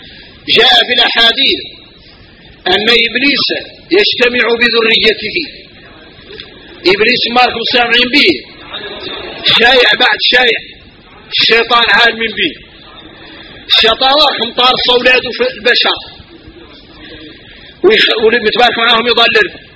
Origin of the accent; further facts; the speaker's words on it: Mauritania; احنا موريتاني فينا الغرائب والعجائب